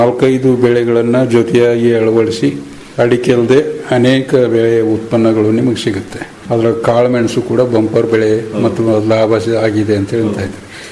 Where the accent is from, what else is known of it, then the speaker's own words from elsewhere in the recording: Karnataka, India; ಈಗ ನಾವು ಕನ್ನಡಿಗರು ನಮ್ಮ ಜಿಲ್ಲೆಯವರು